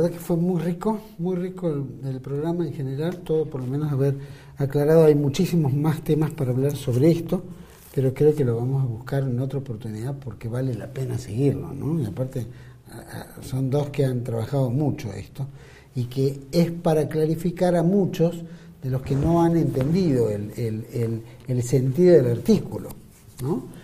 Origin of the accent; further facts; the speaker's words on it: Argentina; Nosotros como argentinos, muchos compartían, muchos no